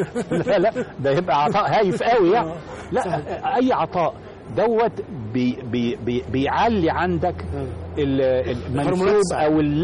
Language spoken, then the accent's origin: Arabic; Egypt; ازاي انا اعيش وانا مصري وبحب مصر